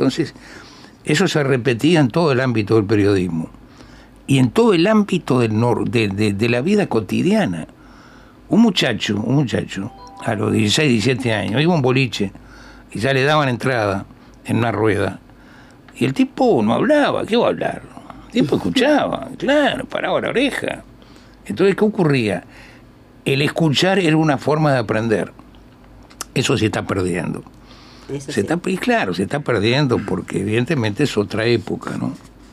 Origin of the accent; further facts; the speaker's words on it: Montevideo, Uruguay; yo me crié en un barrio como todos. En el caso mío, yo soy del Gurullú, de la Ciudad Vieja. Criado en el buceo. Y después me fui a vivir a Palermo.